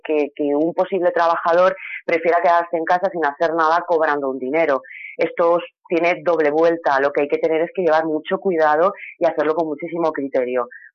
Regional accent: Elche, Valencian Community, Spain; los que somos de Elche conocemos las playas de Arenales

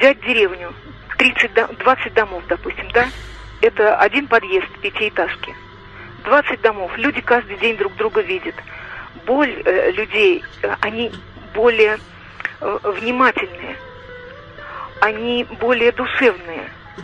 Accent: Moscow, Russia; я много жила в деревне. Сама я москвичка, родители у меня москвичи

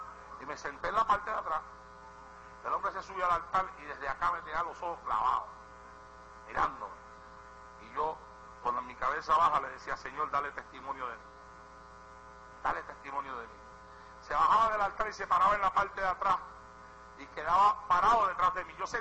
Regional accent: Puerto Rico; now in United States; fue aquí en los Estados Unidos, vine a predicar de Puerto Rico acá y me invitaron a predicar en una iglesia

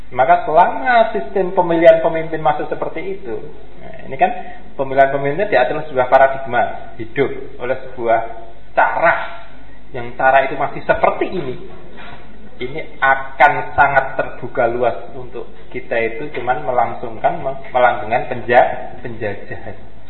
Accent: Java, Indonesia; Kalau kita itu kan orang Jawa itu kan wajar

